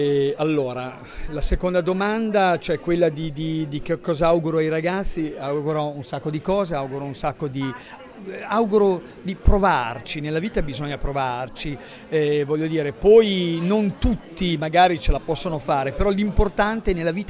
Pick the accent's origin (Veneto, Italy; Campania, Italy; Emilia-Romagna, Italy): Emilia-Romagna, Italy; Bologna; è una parola che nel bolognese, io sono bolognese, esiste veramente.